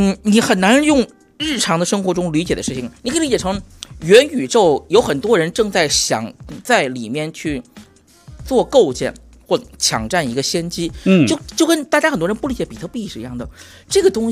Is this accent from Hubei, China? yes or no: yes; Yichang, Hubei, China; 我们家其实就我老家就是湖北宜昌，就是我们就是宜昌是在有两个大电站就是葛洲坝跟三峡的情况下，也不能保证说时刻都有电